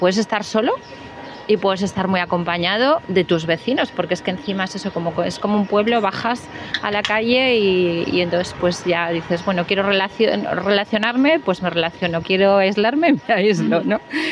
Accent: Daroca, Aragon, Spain; Pues yo soy de Daroca

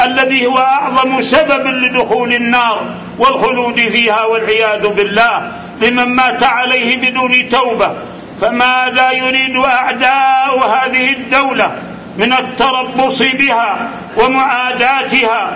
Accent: Saudi Arabia; ماذا يريد جماعة الإخوان عندنا في المملكة العربية السعودية

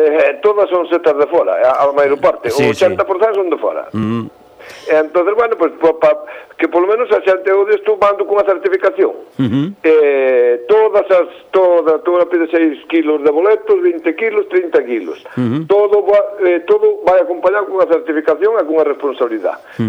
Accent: Galicia, Spain; 3 somos galegos e 1 catalán

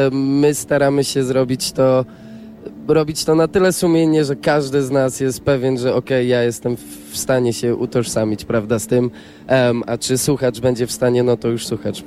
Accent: Katowice, Silesian Voivodeship, Poland; born there; ja urodziłem się w Katowicach, to dla mnie dzisiaj było coś a la homecoming

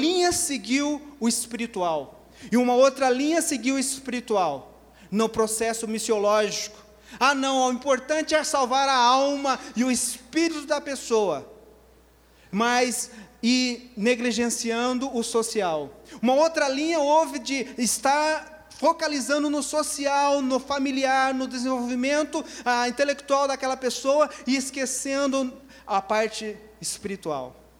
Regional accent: Telêmaco Borba, Paraná, Brazil; moved away; Uma pessoa como eu, que saiu lá de Telêmaco Borba, no Paraná

